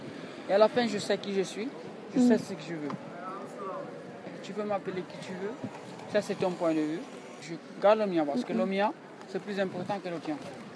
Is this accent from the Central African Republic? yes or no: no; Italy; French is a second language; Les gens me traitent comme si je suis européen, je suis italien, ok. Mais moi je me sens africain.